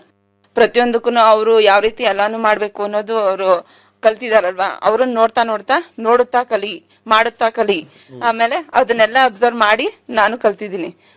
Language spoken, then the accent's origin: Kannada; Chinkuruli, Karnataka, India; Chinkuruli sir.